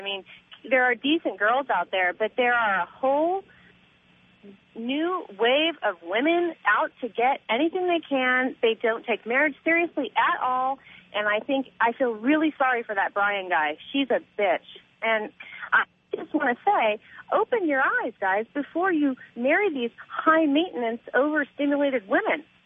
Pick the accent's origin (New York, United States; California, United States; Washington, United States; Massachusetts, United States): California, United States; Ventura; from Ventura.